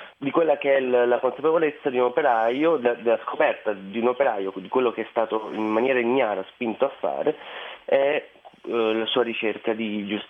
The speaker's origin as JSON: {"language": "Italian", "town": "Taranto", "region": "Apulia", "country": "Italy", "tie": "born or raised there", "moved": "as an adult", "said": "Io sono nato e cresciuto a Taranto fino all'età universitaria, dove per mia fortuna sono riuscito ad andare fuori dalla città."}